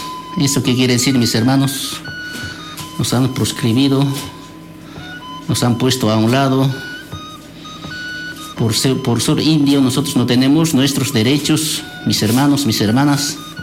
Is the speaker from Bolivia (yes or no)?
yes; Bolivia; now in Argentina; Nosotros también somos una parte de Bolivia, que nosotros también tenemos nuestro derecho para elegir nuestro presidente.